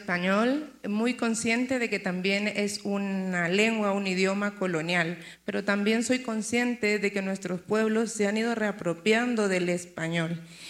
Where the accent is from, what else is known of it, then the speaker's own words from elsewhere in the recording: Haiti; first language Haitian Creole; Spanish is a second language; vengo de Haití.